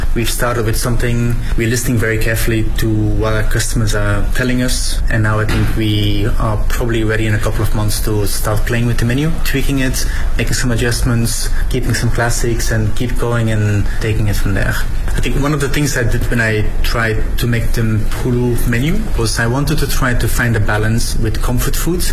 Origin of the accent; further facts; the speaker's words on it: Belgium; I'm from Belgium